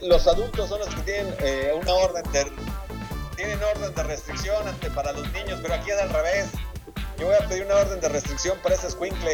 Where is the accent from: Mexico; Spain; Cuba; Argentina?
Cuba; De Cuba, precisamente.